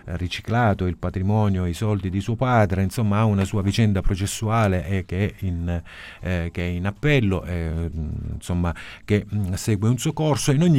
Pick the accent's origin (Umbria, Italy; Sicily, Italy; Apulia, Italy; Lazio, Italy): Sicily, Italy; Messina; now in Palermo, Italy; No, sono messinese, ma sono ormai palermitano.